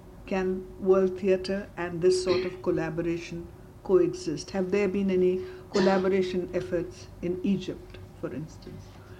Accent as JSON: {"language": "English", "country": "India", "said": "when I feel as an Indian it's too ritual"}